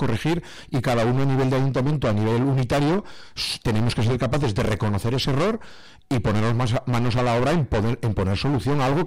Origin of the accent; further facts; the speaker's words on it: Tudela, Navarre, Spain; así como yo lo he dicho en dos frases que necesito para mi pueblo, en Tudela es mucho más complejo